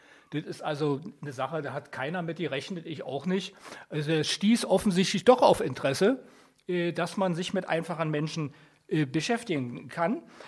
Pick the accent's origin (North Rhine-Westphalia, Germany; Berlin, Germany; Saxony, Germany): Berlin, Germany; Ich bin also wirklich alter Weddinger, wenn ich auch jetzt nun seit 1987 in Schöneberg wohne. Aber ich bin im RVK geboren, ist nicht weit von hier, Fennstraße, Teglerstraße aufgewachsen, zur Schule gegangen, Lütticher Straße, habe ich Abitur gemacht.